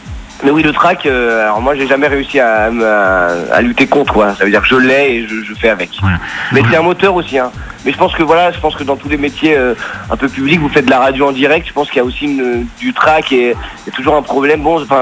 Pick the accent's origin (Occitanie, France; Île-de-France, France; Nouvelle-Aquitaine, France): Île-de-France, France; Paris; moi je suis parisien, donc c'est un peu le cœur de Paris, Ménilmontant